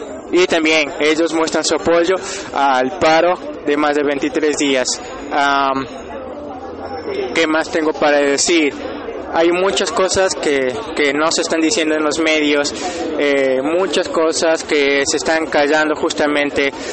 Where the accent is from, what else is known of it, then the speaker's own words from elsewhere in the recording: Ecuador; now in Buenos Aires, Argentina; soy ecuatoriano, vivo ya 9 años, 10 años, cerca de los 10 años acá en Buenos Aires. Vine a estudiar cine